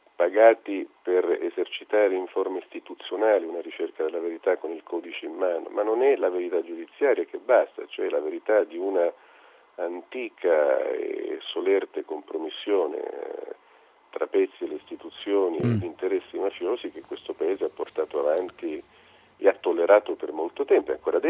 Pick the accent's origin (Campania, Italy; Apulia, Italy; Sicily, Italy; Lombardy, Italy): Sicily, Italy; però siccome sono siciliano